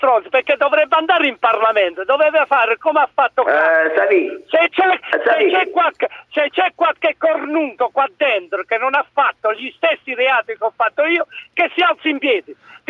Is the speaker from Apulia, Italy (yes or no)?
yes; Andria, Apulia, Italy; Da Andria, io sono di Andria, non da Bari.